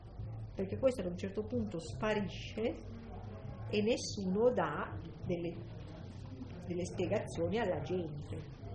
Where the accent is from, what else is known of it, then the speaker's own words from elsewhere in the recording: Lombardy, Italy; Io vengo dalla Valchiavenna